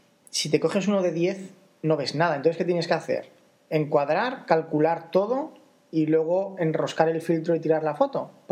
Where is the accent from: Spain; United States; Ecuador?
Spain; Zaragoza, Aragon; porque nosotros somos de Zaragoza